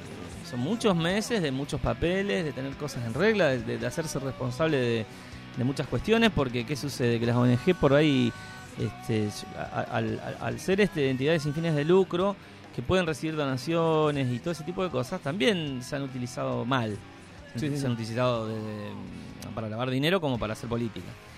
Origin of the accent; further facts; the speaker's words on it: Reconquista, Santa Fe, Argentina; son de pueblos o de ciudades, sí, como en mi caso, que soy de Reconquista